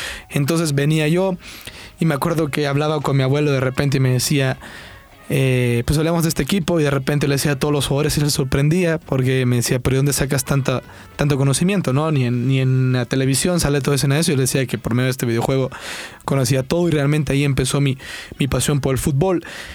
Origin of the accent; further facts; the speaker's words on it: La Libertad, El Salvador; also born or lived in San Salvador; yo tengo 19 años. Soy salvadoreño, como les dije. Nací en la capital, San Salvador, pero viví la mayor parte de mi vida en un lugar que se llama La Libertad, que se encuentra a 25 minutos de la playa.